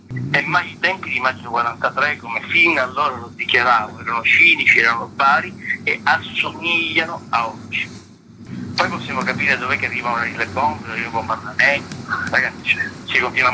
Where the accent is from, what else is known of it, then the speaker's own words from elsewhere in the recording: Palermo, Sicily, Italy; Dal fatto che io sono di Palermo e continuavo a vedere una città che ostentava senza nessun pudore quelle che erano le macerie dei bombardamenti della seconda guerra mondiale.